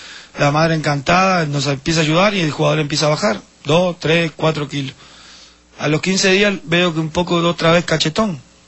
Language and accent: Spanish; Uruguay; En la dictadura, en el año 73, generó muchas cosas en mi país.